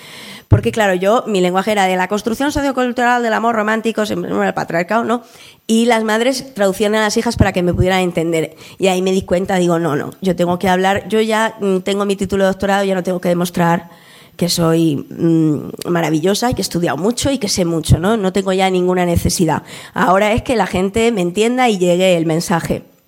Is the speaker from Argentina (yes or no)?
no; Madrid, Community of Madrid, Spain; Yo vengo del barrio de Aluche y, bueno, barrio obrero, ¿no?, del sur de Madrid